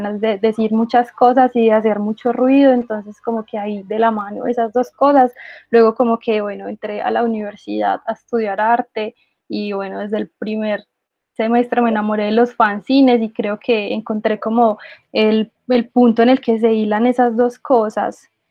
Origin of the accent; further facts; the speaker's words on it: Manizales, Caldas, Colombia; Pues yo soy de acá, de Manizales, una ciudad en donde realmente no pasan muchas cosas